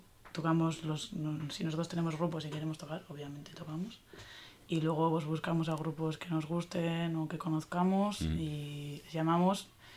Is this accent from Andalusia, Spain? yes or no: no; Basque Country, Spain; Nos sentimos definidas como personas, no somos de Bildu. Somos de aquí, sin más.